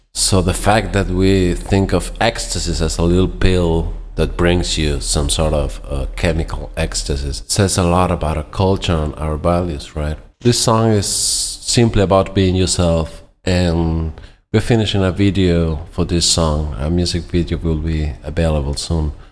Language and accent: English; Buenos Aires, Argentina; English is a second language; I am a producer from Buenos Aires who produces and writes music in English.